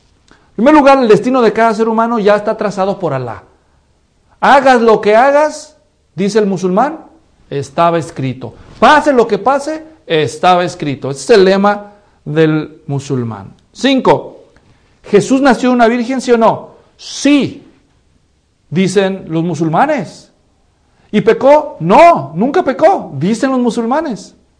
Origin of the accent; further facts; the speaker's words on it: Guadalajara, Jalisco, Mexico; born there; La ciudad donde yo nací, Guadalajara, es una palabra árabe